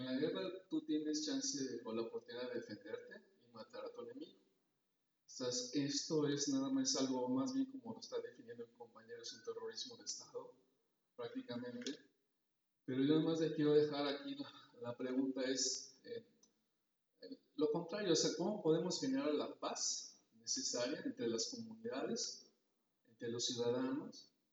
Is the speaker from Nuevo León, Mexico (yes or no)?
no; Coatepec, Veracruz, Mexico; vengo de Coatepec, un pueblo cerca de Jalapa, trabajo en la Universidad de Veracruzana.